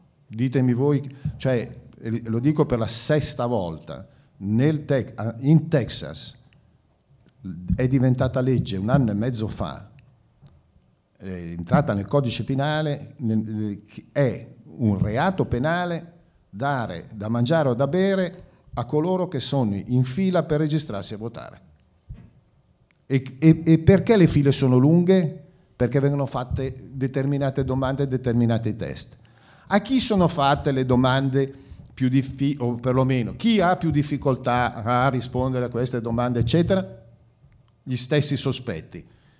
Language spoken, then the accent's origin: Italian; Milan, Lombardy, Italy; gli ho detto sono di Milano in Italia.